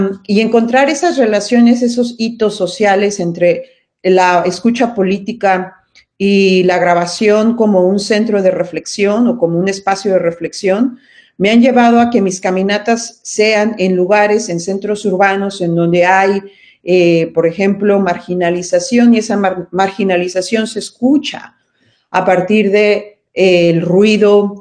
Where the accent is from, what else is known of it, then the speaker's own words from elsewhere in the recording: Mexico City, Mexico; en la Ciudad de México, por ejemplo, de donde yo vengo